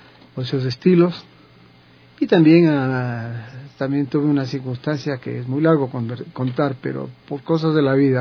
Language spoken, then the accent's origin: Spanish; Colombia; y siendo colombiano y todo, ¿no? Por ahí me involucré con el mariachi, porque en Colombia se cultiva mucho la música mexicana.